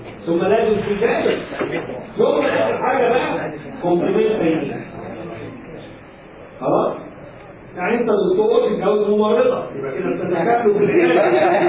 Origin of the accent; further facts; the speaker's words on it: Egypt; هو اليوناني وانا مصري يعني